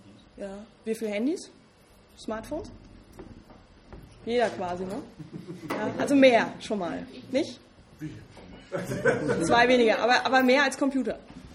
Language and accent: German; Bavaria, Germany; accent: Franconian; Wie man hört, komme ich aus Franken.